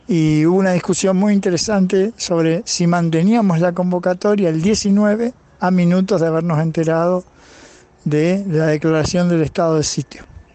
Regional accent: Rosario, Santa Fe, Argentina; soy de Rosario

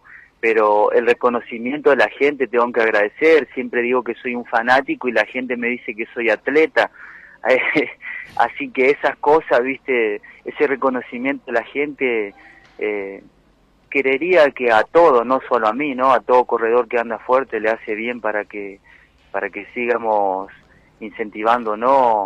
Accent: Argentina; sé cómo es en mi Argentina, lo digo siempre, porque vivo acá, en mi país, y se vive así, ¿viste?

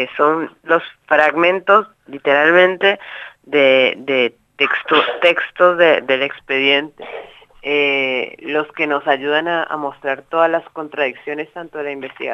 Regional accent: Colombia; now in Buenos Aires, Argentina; Yo soy colombiana, yo recién había llegado de Colombia

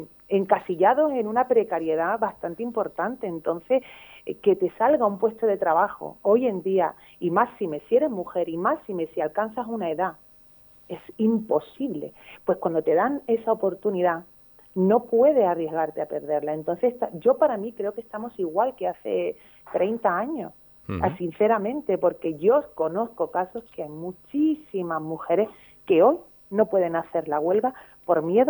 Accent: Málaga, Andalusia, Spain; no olvidéis que soy boquerona malagueña.

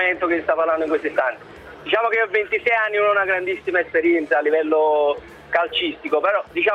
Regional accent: Naples, Campania, Italy; Io sono di Napoli

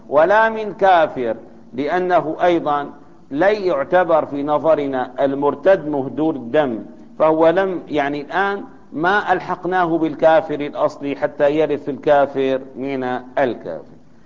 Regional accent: Syria; يعني عندنا الآن مثلا في سوريا

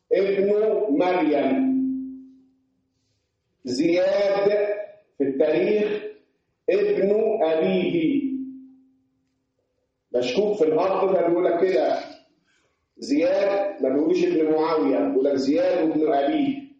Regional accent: Upper Egypt, Egypt; احنا عندنا في الصعيد ده وعلى غير الصعيدي اختصرنا كلمه ابن في الباء وحدها

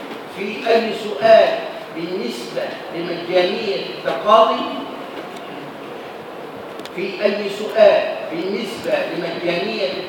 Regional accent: Egypt; إذا الواقع العمل اللي عندنا في مصر الآن

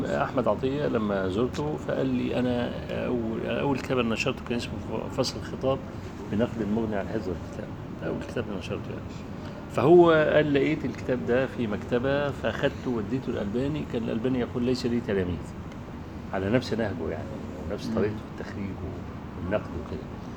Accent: Egypt; كان عندنا في مصر يعني

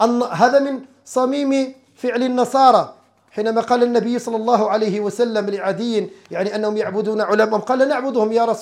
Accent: Morocco; عندنا في المغرب

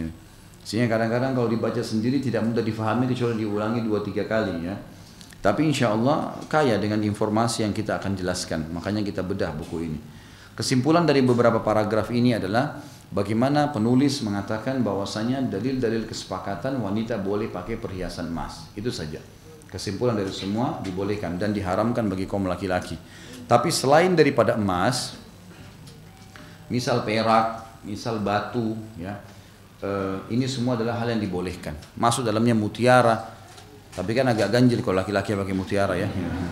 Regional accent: South Sulawesi, Indonesia; born there

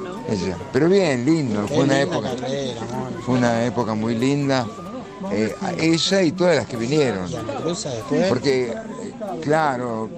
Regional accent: La Plata, Buenos Aires Province, Argentina; Yo soy porteño, malcriado en La Plata.

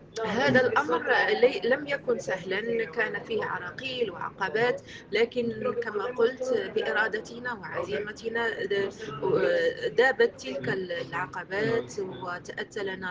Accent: Morocco; أنا من المغرب،

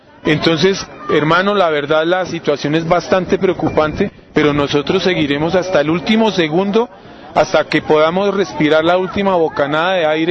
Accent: Colombia; Del sitio de donde yo vengo, en las últimas tres semanas, parece ser que llegaron 250 paramilitares del Urabá.

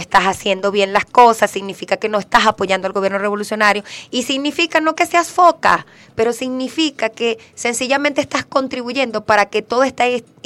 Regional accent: Venezuela; nosotros tenemos que organizarnos como venezolanos y venezolanas

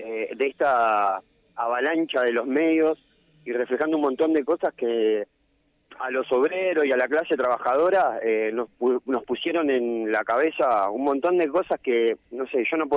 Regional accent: La Matanza, Buenos Aires Province, Argentina; Nosotros somos de La Matanza.

